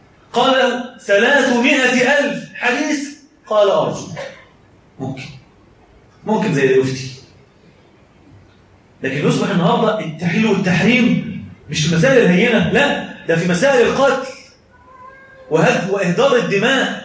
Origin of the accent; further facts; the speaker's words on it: Egypt; اما المعجنه اللي احنا بنعملها كمصريين مش موجوده في الدين خالص